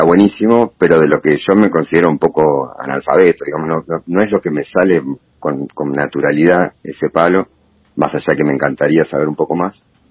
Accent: Bernal, Buenos Aires Province, Argentina; Yo soy originario de Bernal, después viví en 15 años en Boedo, en Capital. Y hace ya unos años, ya casi 8 años creo ya, por suerte pude volver para estos lados, que es un poco más mi aire, mi hábitat, en Don Bosco

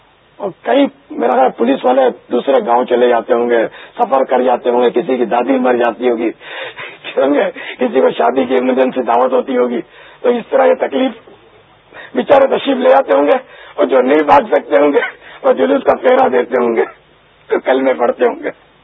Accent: Karachi, Sindh, Pakistan; born there; باب المدینہ میرا مولد ہے میں یہاں پیدا ہوا ہوں

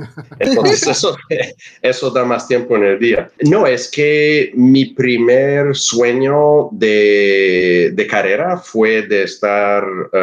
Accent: Canada; Spanish is a second language; Bueno, yo soy canadiense.

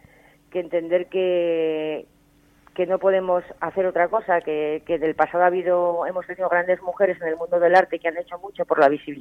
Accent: Zaragoza, Aragon, Spain; born there; soy nacida en Zaragoza, y parte de mi familia está allí.

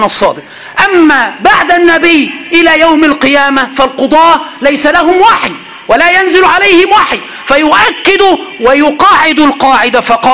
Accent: Aswan, Aswan Governorate, Egypt; عند أهل الصعيد، وأنا من أسوان وصعيدي

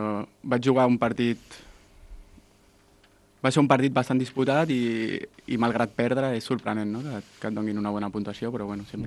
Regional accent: Sant Joan Despí, Catalonia, Spain; also born or lived in Esplugues de Llobregat; No, vaig néixer a Esplugues perquè és on està l'Hospital de Sant Joan de Déu, però des de sempre he viscut a Sant Joan Despí.

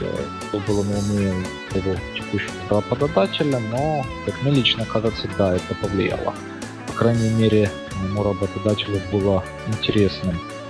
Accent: Eastern Ukraine, Ukraine; now in Finland; Большую жизнь я провел, как правильно было замечено, в Восточной Украине и не исследовал свой акцент, но, наверное, да, что-то в нем это выдает. А в данный момент, тем не менее, я нахожусь в Финляндии, работаю, проживаю.

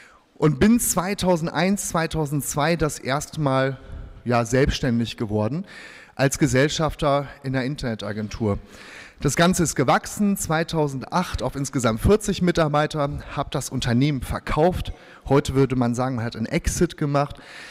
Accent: Bielefeld, North Rhine-Westphalia, Germany; born there; Und ich bin halt ein gebürtiger Westfale. Das heißt, Westfalen sind, ich habe das vor kurzem mal in so einer Präsentation reingeschrieben, grundkonservativ, solide, Stück weit langweilig und bodenständig, weil in Bielefeld haben wir nicht viel, was uns ablenkt.

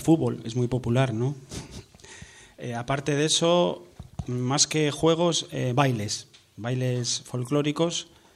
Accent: Asturias, Spain; moved away as an adult; now in Lanzarote, Spain; ya casi no tengo acento, pero de Asturias. Vine de Asturias hace 18 años a trabajar aquí y me he quedado. Por eso no hablo ni asturiano ni conejero, una mezcla de todo.

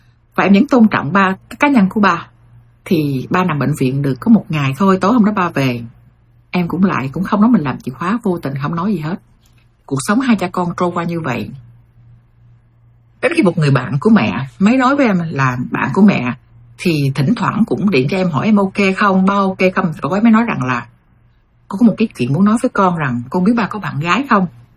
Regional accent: United States; Em bỏ qua rất là dễ bởi vì em lớn lên ở Mỹ và em hiểu cái người già cô đơn

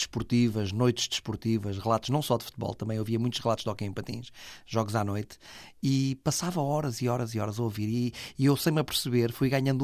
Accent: Vila do Conde, Porto, Portugal; em Vila do Conde, que eu sou de Vila do Conde

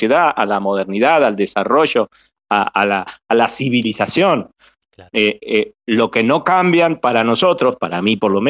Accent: Argentina; sobre todo en un país como el nuestro, como Argentina, ¿cierto?

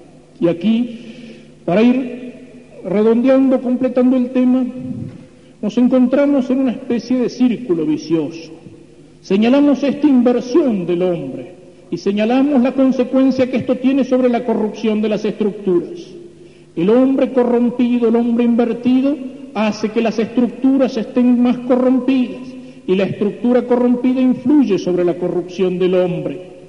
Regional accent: Argentina; pero yo acá en la Argentina no tengo televisión

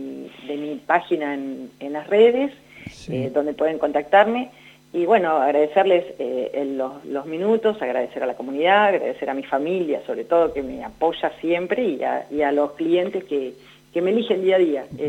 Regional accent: Winifreda, La Pampa, Argentina; voy a Santa Rosa y tengo conocidos que les llevo pastas, y voy a Winifreda, a mi pueblo, y también llevo

